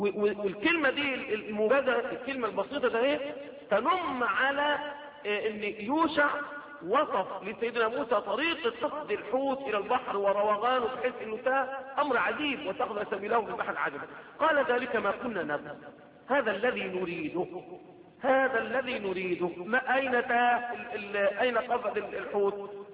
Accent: Egypt; اللي بيسموها دلوقتي منطقه عندنا في مصر في سيناء

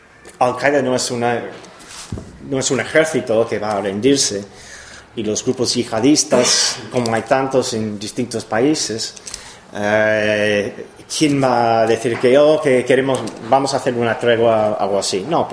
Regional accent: Cleveland, Ohio, United States; Spanish is a second language; 5 personas fueron detenidas cerca de mi pueblo. Yo soy de Ohio, de Cleveland.

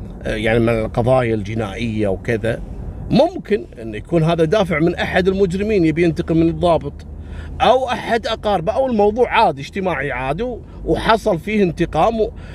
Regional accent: Kuwait; وإلى اليوم موجود في السجن المركزي عندنا في الكويت.

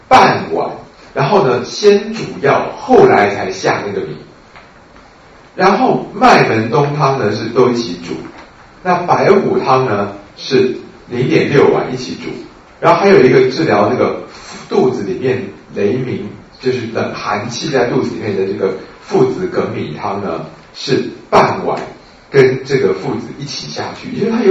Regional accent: Taiwan; 跟我们台湾人的稀饭差不多，对不对？

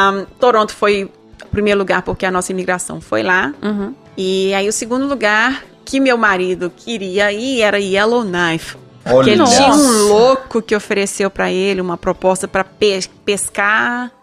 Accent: Minas Gerais, Brazil; Por exemplo, eu sou de Minas, eu acho que eu tive uma sombrinha na minha vida.

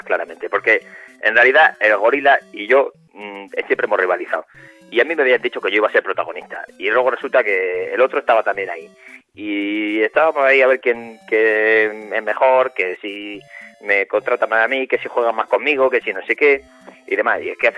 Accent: Castilla-La Mancha, Spain; En realidad somos de un pueblo pequeñito de Cuenca.

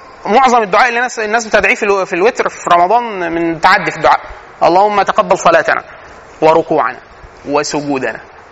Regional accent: Egypt; ودي من العادات السيئه عندنا فينا كمصريين

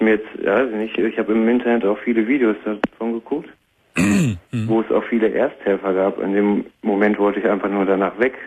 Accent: Warstein, North Rhine-Westphalia, Germany; Ich komme aus Warstein, also im NRW.

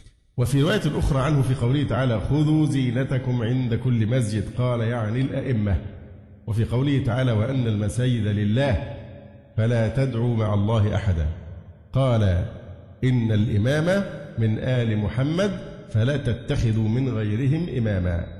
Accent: Egypt; فما يحصل عندنا في مصر من عبادة الأضرحة طواف حولها

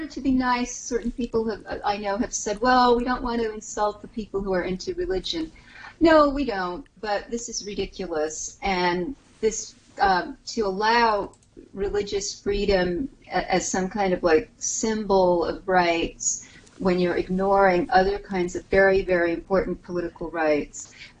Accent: New York, United States; and, you know, as a New Yorker, I would be afraid to travel on a plane at this point.

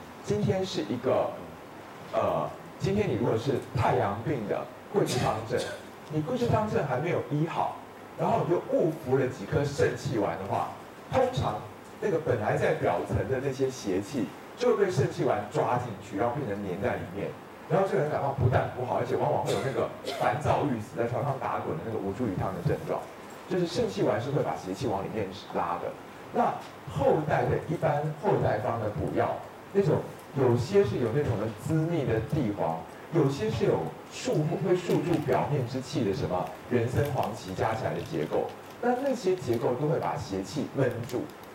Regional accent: Taiwan; 就我们台湾人胃跟大陆人胃还是有差。

